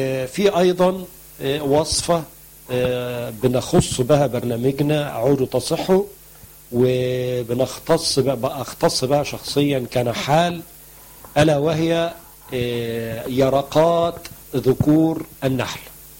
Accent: Egypt; لقاح النخل اللي بنسميه عندنا في مصر الدكر أو غبار الطلع

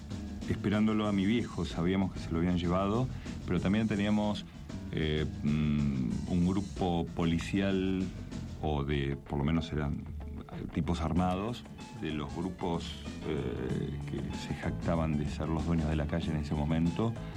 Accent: Mar del Plata, Buenos Aires Province, Argentina; also born or lived in Brazil; now in Buenos Aires, Argentina; mi hermano, el que me sigue a mí en edad, y yo nos fuimos de Mar del Plata al tiempo.

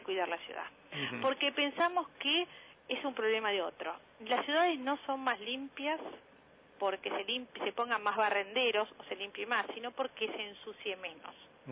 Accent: Buenos Aires, Argentina; cada vez vamos a hablar de los que más conocemos, que somos los porteños.

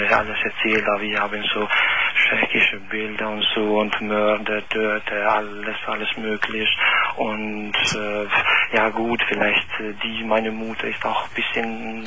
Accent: Kosovo; now in Koblenz, Germany; Ich komme aus Kosovo.

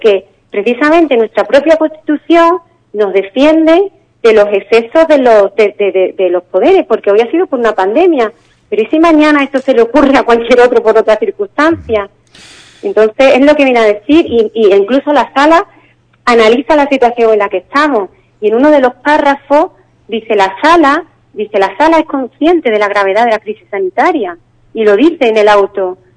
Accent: Spain; a mí, como ciudadana, como jurista, como española, como demócrata

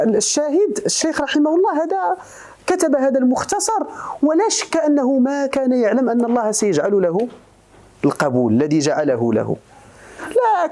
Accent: Morocco; لأن البربرية عندنا في المغرب فيها لهجات تختلف

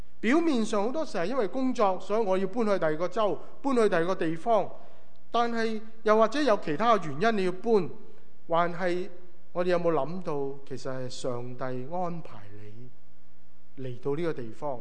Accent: Hong Kong; moved away as an adult; also born or lived in Hawaii, United States; 对我来说，我香港出生长大，下一站我去了哪呢？夏威夷

